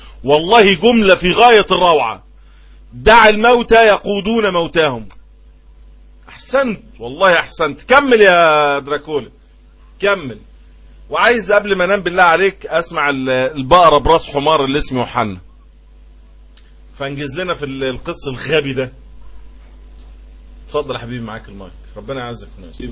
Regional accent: Egypt; ده لما بيبقى فيه عندنا في مصر

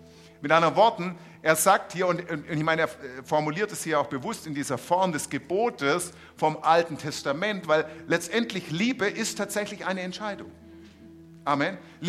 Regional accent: Stuttgart, Baden-Württemberg, Germany; Ich bin da ja aufgewachsen in Untertürkheim.

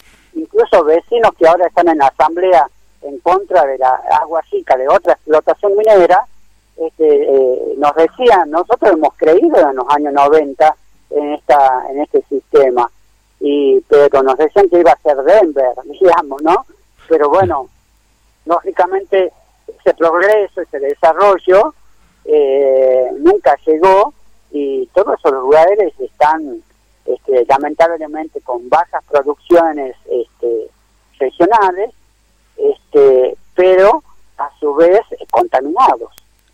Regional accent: Tafí Viejo, Tucumán, Argentina; nosotros somos de Tafí Viejo, de Tucumán

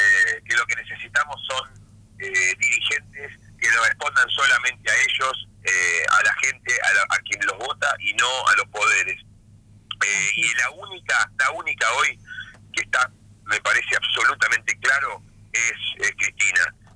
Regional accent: Río Negro, Argentina; born there; la elección de Río Negro fue, mi provincia natal, excepcional

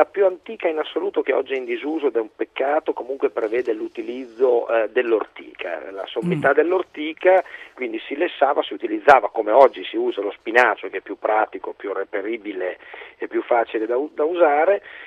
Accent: Abruzzo, Italy; La mia di origine del centro Italia, sono abruzzese

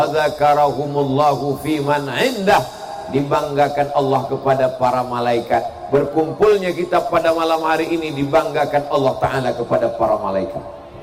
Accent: Riau, Indonesia; Sampai ke Riau, di kampung halaman saya

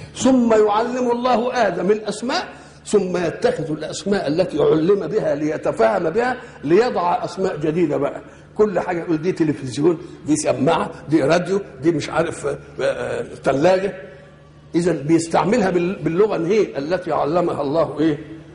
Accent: Egypt; أنا مصري،

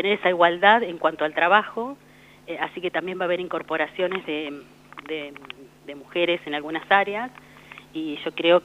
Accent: Ataliba Roca, La Pampa, Argentina; me crié en Ataliba Roca

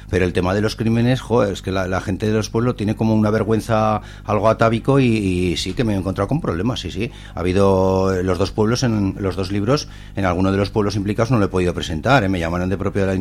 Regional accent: Gurrea de Gállego, Aragon, Spain; En mi pueblo.

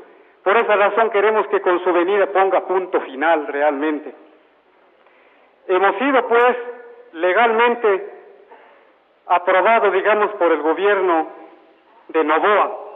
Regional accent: Ingapirca, Cañar, Ecuador; Nosotros en nuestra comunidad, yo soy de Ingapirca

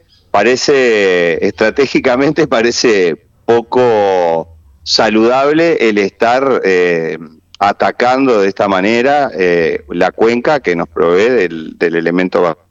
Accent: Santa Lucía, Canelones, Uruguay; yo en particular vivo en Santa Lucía, la mayoría de quienes estamos en la asamblea somos oriundos de Santa Lucía

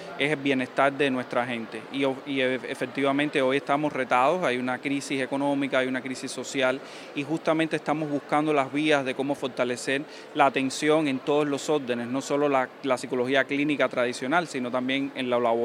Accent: Cuba; todo lo que hoy nos preocupa como cubanas, como cubanos

